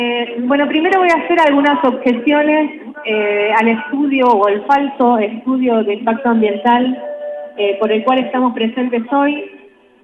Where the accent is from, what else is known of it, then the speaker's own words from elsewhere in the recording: Capilla del Monte, Córdoba, Argentina; vengo de Capilla del Monte